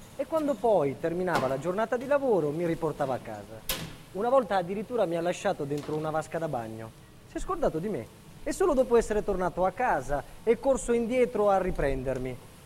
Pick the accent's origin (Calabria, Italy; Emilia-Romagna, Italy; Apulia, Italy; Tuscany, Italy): Calabria, Italy; Serra San Bruno; also born or lived in Catanzaro; Sono nato in Calabria, a Catanzaro, 1959, ma sono cresciuto a Serra San Bruno, una zona montuosa al centro della Calabria.